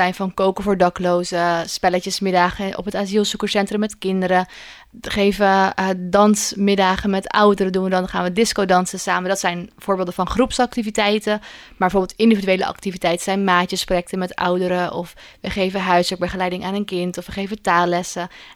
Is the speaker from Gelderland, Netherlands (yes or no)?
yes; Ede, Gelderland, Netherlands; Ik kom oorspronkelijk uit Ede, uit het oosten van het land.